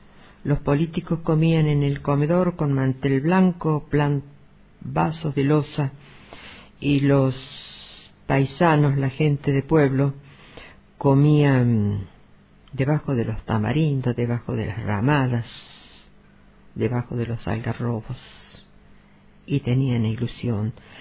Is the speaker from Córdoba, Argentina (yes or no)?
yes; Tilquicho, Córdoba, Argentina; born there; pronto voy a cumplir 80 años, y aunque a ustedes les parezca mentira, yo nací en Tilquicho en el año 32